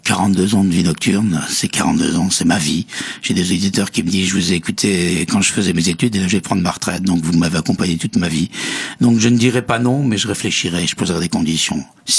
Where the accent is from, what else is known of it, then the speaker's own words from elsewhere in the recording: Metz, Grand Est, France; Pourtant, il est lorrain comme moi. Il est de Nancy, moi je suis de Metz.